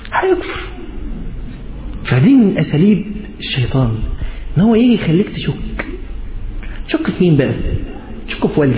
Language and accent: Arabic; Egypt; بس احنا كمصريين بنشيل بنعمل كده يعني